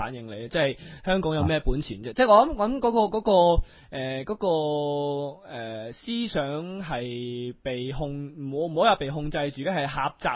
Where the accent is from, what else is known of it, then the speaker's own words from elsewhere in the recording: China; 我喺大陆咧就睇过好多城市，见到祖国非常之繁荣，我好欣慰，我觉得自己好自豪，作为一个中国人